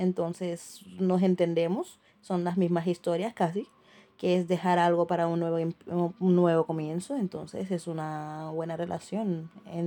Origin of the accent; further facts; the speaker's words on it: Senegal; now in Seville, Spain; y soy de Senegal.